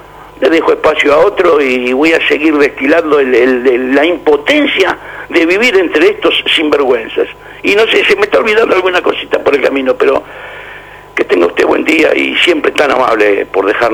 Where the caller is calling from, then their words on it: La Boca, Buenos Aires, Argentina; de la Boca